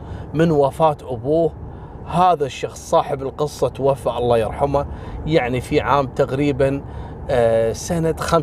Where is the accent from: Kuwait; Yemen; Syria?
Kuwait; تدرون مثل هذا اللي اعترف وهو ما له علاقة، حصلت عندنا في الكويت مرة